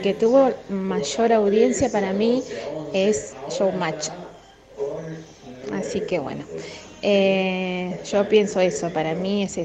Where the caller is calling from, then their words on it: Quilmes, Buenos Aires Province, Argentina; de Quilmes, me olvidé decir mi nombre.